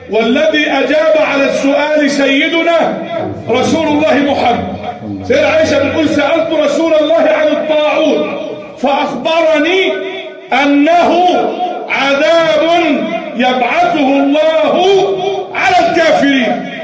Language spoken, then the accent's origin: Arabic; Egypt; اللهم اجعل بلدنا مصر امنا امانا